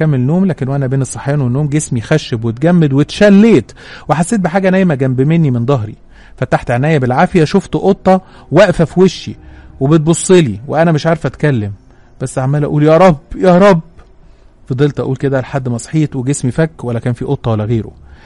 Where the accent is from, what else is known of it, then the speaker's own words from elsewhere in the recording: Cairo, Cairo Governorate, Egypt; وقتها كنت بدرس في اسكندريه وانا من اهل القاهره، كنت قاعده في سكن الطلبه